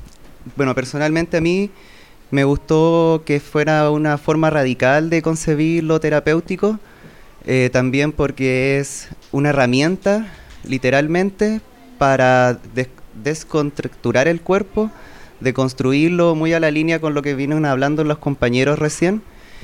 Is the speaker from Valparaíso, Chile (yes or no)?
yes; Valparaíso, Chile; Venimos de Valparaíso a presentar unas reflexiones de una experiencia diagnósticas y terapéuticas dentro del ejercicio de nuestra profesión, que estudiamos psicología en Valparaíso igual.